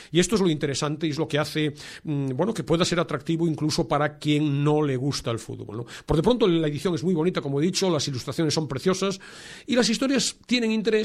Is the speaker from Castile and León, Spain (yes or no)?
no; Vigo, Galicia, Spain; Yo soy de Vigo, yo iba a Balaídos, al estadio del Celta, cada 15 días con mi padre